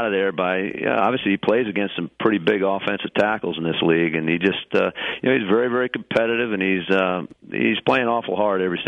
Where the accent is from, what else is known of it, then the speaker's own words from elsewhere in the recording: Massachusetts, United States; all the players in the offensive room knew that I was from Massachusetts